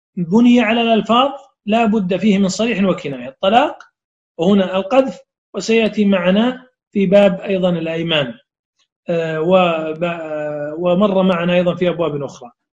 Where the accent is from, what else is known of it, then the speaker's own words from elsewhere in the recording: Saudi Arabia; هذه الكلمة غير معروفة عندنا في السعودية